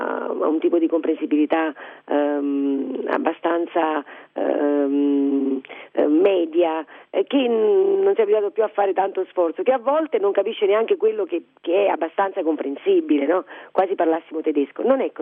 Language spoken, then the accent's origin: Italian; Naples, Campania, Italy; lei giustamente non è napoletana, io sono napoletana